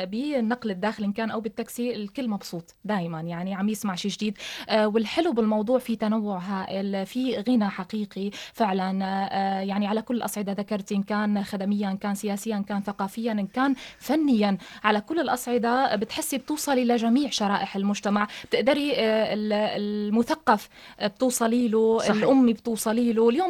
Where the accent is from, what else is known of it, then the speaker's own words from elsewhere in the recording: Syria; احنا عم نورجي للعالم كله انه احنا سوريين عم نحارب بالفكر بالعلم بالفن بكل المجالات